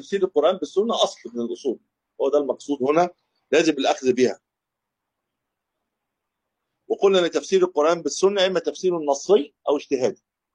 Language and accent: Arabic; Egypt; وابتدى بقى ينتشر حتى عندنا في مصر